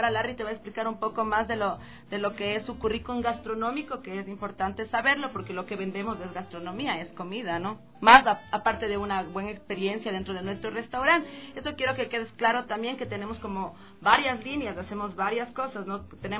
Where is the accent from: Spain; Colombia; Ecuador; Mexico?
Ecuador; el vernos como ecuatorianos